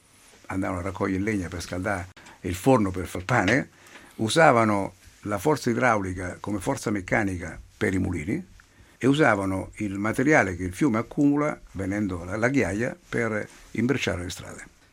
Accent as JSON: {"language": "Italian", "region": "Marche", "country": "Italy", "said": "siamo dei buoni osservatori come marchigiani"}